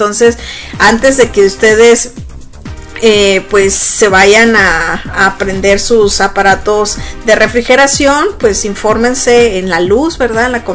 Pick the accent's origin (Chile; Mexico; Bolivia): Mexico; Sonora; now in United States; pero en México, sobre todo en Sonora, que es de donde yo soy originaria, pues hace muchísimo calor, ¿verdad?